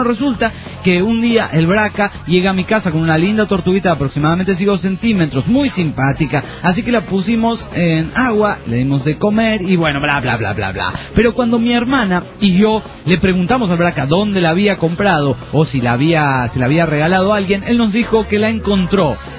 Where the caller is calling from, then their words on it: Mexico; de México